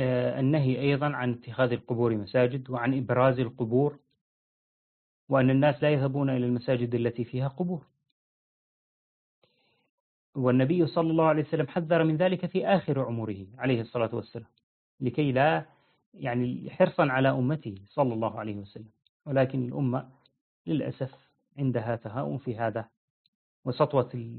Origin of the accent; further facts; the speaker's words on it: Syria; حتى تجد مثلا نحن في عندنا في سوريا